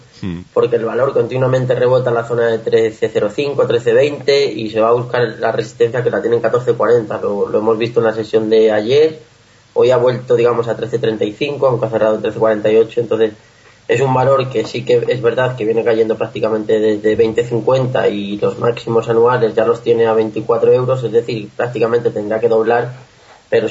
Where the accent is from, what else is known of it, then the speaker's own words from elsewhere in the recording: Castilla-La Mancha, Spain; soy de Castilla-La Mancha